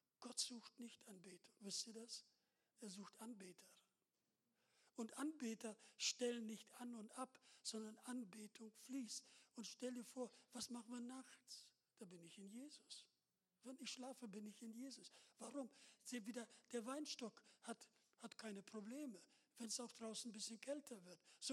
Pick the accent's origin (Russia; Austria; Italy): Russia; wir kommen aus Russland und wir kennen auch die Frömmigkeit